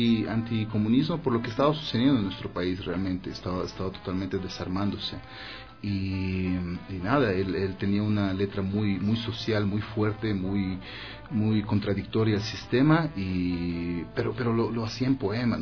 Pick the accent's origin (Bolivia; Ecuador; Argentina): Ecuador; also born or lived in Russia; Yo soy ecuatoriano